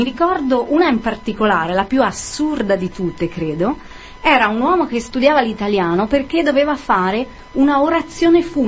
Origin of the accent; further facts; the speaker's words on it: Tuscany, Italy; Sono di vicino a Firenze, lo sentite dalla sci.